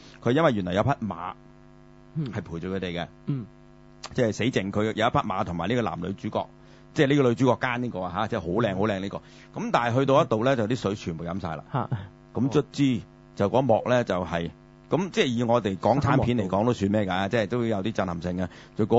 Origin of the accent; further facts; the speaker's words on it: Guangdong, China; 咁我哋廣東人有一個説話